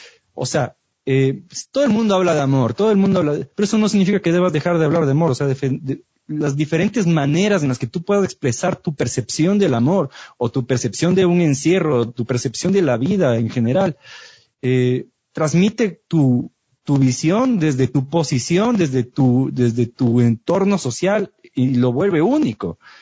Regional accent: Ecuador; O sea, somos ecuatorianos, hello.

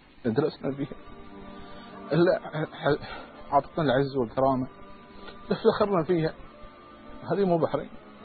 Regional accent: Bahrain; إحنا كبحرينيين أخاطب من القناة

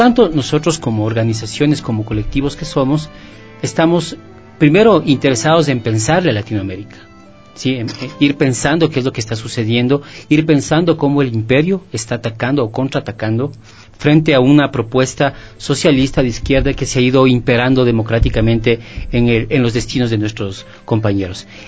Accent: Ecuador; nuestra postura como ciudadanos ecuatorianos

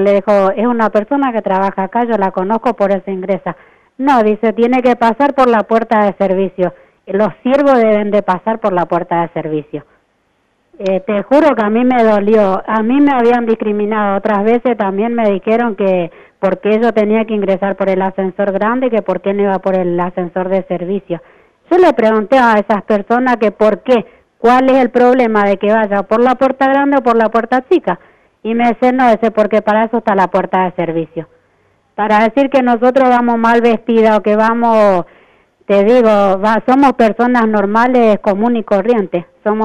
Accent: Buenos Aires, Argentina; born there; now in Rosario, Argentina; Yo nací en Buenos Aires.

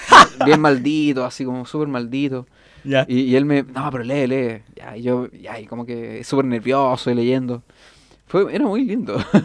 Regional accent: Valparaíso, Chile; yo vivo en Cerro, yo soy de Cerro Barón, me ponía a mirar el Cerro del Frente, que era Cerro Placeres

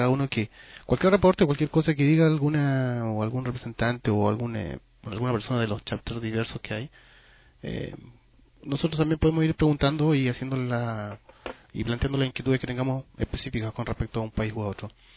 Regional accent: Chile; now in Spain; yo soy de Chile pero estoy en España

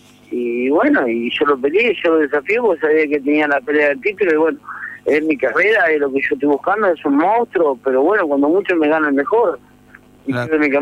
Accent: Arroyo Seco, Santa Fe, Argentina; born there; yo quiero mandar un fuerte abrazo a todo Rosario, que siguiera que mi tierra natal, ¿no? Así que salí de ahí, nací en Arroyo Seco

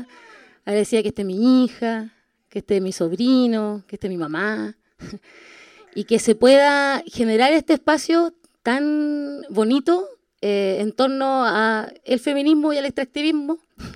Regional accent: Temuco, Araucanía, Chile; born there; yo soy chilena, nací aquí en Temuco, pero soy chilena

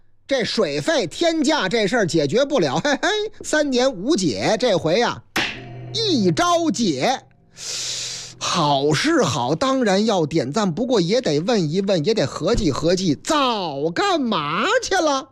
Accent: Shanxi, China; 晋鲁豫就是我老家山西

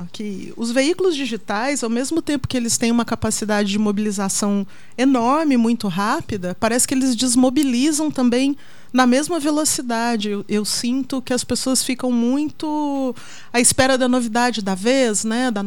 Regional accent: Minas Gerais, Brazil; eu sou antiga, né? Eu vim de Minas, né? Sou do tempo analógico, porque eu nasci em meados dos anos 70, não vou falar quando para não entregar a idade, né?

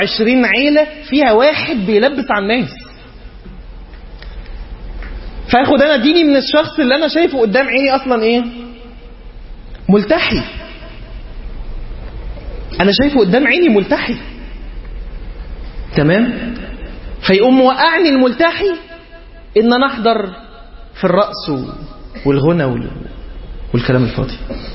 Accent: Egypt; عندنا في مصر منتشر مسألة ان هو تبقى هي محجبة وبتلبس فستان

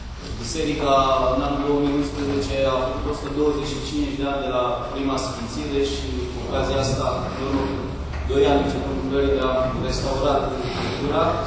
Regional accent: Bălenii, Dâmbovița, Romania; sunt din Manălăuri, în satul Bălense, din Dâmbovița.

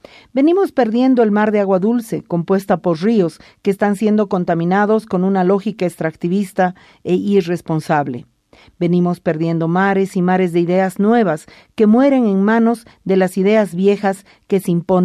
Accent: Bolivia; El mar al que yo accedí como boliviana fue una bandera sucia.

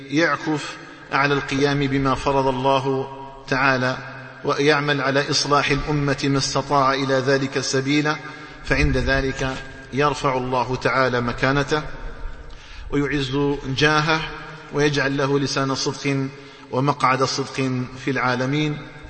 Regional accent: Algeria; اللهم اجعل بلدنا الجزائر آمنا مطمئنا

